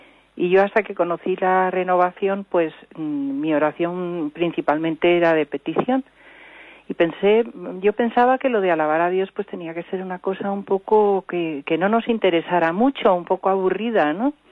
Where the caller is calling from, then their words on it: Madrid, Community of Madrid, Spain; De Madrid.